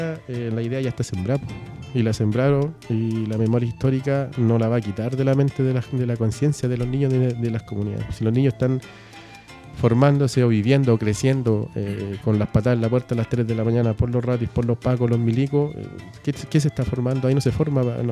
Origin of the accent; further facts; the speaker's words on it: Chile; Ahí no somos chilenos, somos mapuches.